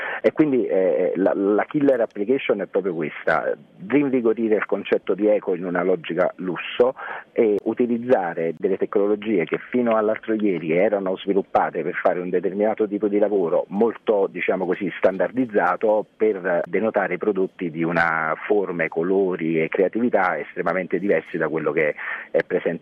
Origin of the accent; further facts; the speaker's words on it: Caserta, Campania, Italy; Sia io che il mio socio siamo di Caserta.